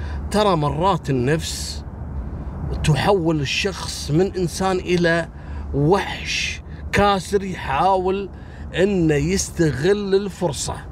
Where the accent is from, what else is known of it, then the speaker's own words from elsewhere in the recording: Kuwait; احنا عندنا في الكويت هني الله يرحمه شايب صار عليه بحث لمدة أيام